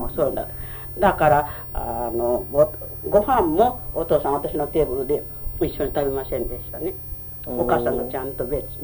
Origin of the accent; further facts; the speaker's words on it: Okayama, Japan; 岡山県です。